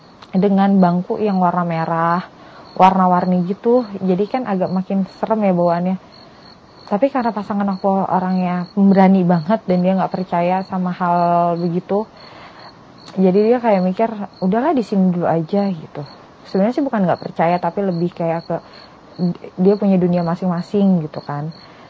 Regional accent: Java, Indonesia; Karena aku memang dasarnya orang Jawa, jadi aku tuh kayak seneng kalau balik, wah itu nuansa kampung aku banget ya gitu.

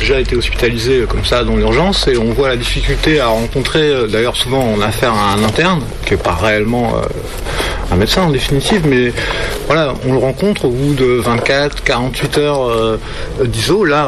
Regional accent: Reims, Grand Est, France; nous on est de Reims, et on voit bien que dans l'hôpital de Reims, il y a de moins en moins de lits

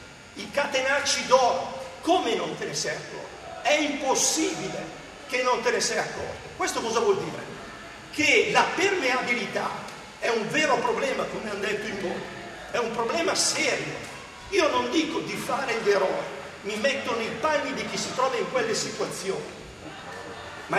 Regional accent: Abruzzo, Italy; Io non sono calabrese, sono abruzzese d'origine, trapiantato.

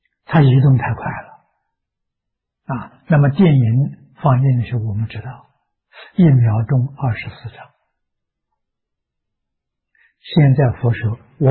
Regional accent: China; 我们中国人讲万万为亿，万亿为兆啊

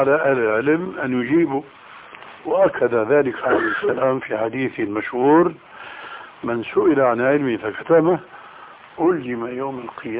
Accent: Syria; كما يقولون عندنا في سوريا يا أرض اشتدي ما حدا عليك أدي

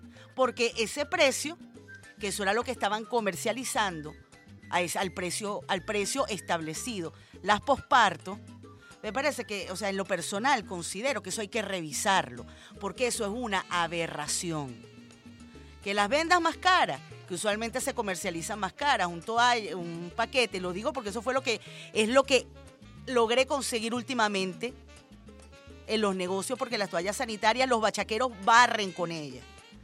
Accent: Venezuela; hemos cambiado como venezolanos y venezolanas, señores. Hemos crecido, somos un pueblo culto, somos un pueblo letrado, somos un pueblo pensante

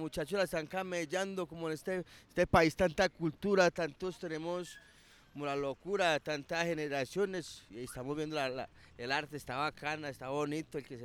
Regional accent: Medellín, Antioquia, Colombia; Sí, he salido de aquí de Colombia, he salido.

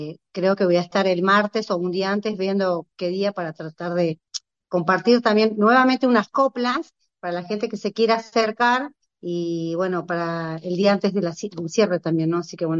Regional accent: Jujuy, Argentina; soy de Jujuy, estoy con el tercer malón de La Paz.

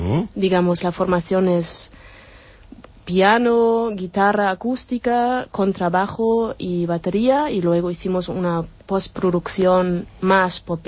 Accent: Berlin, Germany; Spanish is a second language; moved away as an adult; now in Barcelona, Spain; Sí, de Berlín, soy alemana. I, bueno, vine por un Erasmus en el 2004, y bueno, y más o menos se puede decir que me quedé

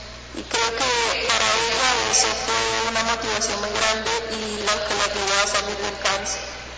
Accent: Colombia; now in Ecuador; yo como colombiana aquí en el Ecuador, vengo a dejar una huella.

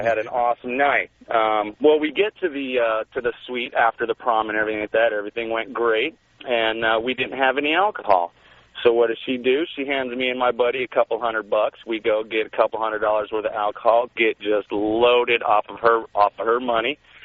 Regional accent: Phoenix, Arizona, United States; I'm from Phoenix. I did go to my prom.

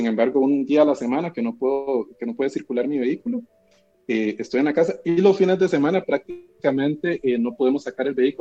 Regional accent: San José, Costa Rica; Yo soy de San José, estoy acá en la capital.

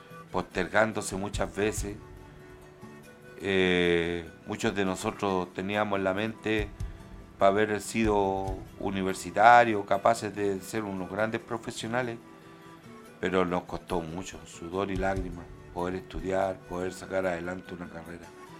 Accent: Chile; Y no olvidarnos, porque somos chilenos, antes que nada somos chilenos.

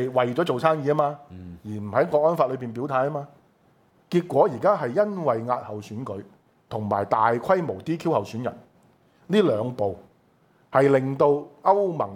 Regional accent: China; 我覺得身為中國人，我覺得一定要支持共產黨去撕毀呢個貿易協定。

